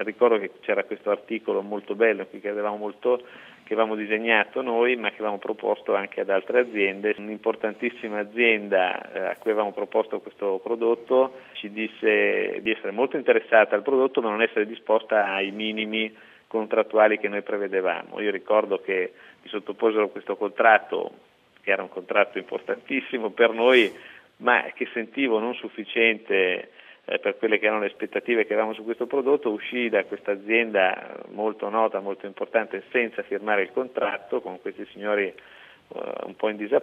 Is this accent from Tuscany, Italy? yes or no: yes; Elba, Tuscany, Italy; born there; la verità è che io sono nato all'Elba, amo questo posto